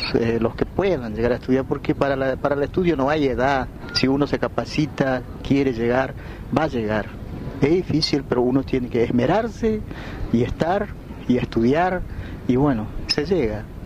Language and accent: Spanish; Villa Bermejito, Chaco, Argentina; yo soy de Paraje El Colchón, jurisdicción de Villa Bermejito.